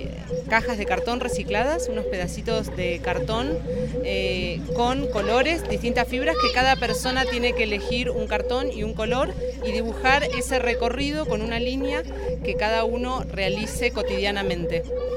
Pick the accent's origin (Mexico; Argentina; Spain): Argentina; now in Medellín, Colombia; yo estoy en Medellín, soy de Argentina